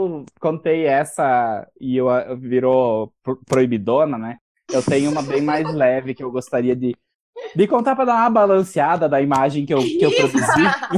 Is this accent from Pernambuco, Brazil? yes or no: no; Pará, Brazil; born there; a gente nasceu no Pará